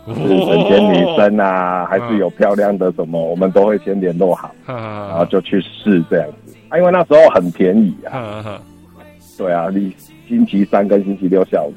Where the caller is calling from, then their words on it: Kaohsiung, Taiwan; 我是高雄的